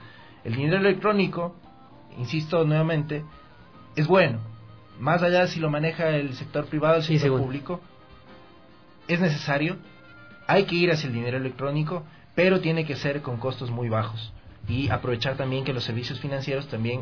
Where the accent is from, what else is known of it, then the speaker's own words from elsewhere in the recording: Ecuador; al menos yo espero, como ecuatoriano, no como militante